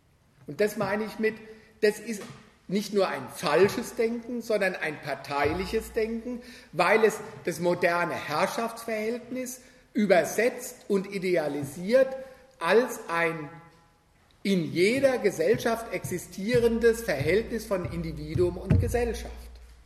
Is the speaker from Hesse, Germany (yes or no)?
yes; Frankfurt, Hesse, Germany; Wo ich herkomme, Frankfurt, berühmt für die kritische Theorie.